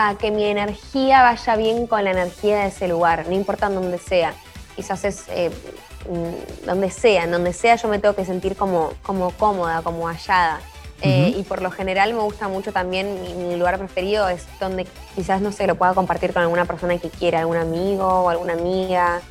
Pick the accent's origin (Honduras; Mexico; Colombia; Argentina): Argentina; porque soy argentina